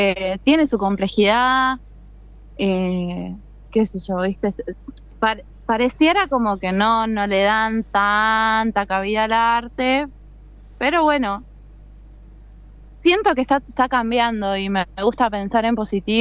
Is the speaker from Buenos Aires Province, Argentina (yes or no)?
yes; Quilmes, Buenos Aires Province, Argentina; Yo vengo de Buenos Aires, de Quilmes, sí hay algo de unidad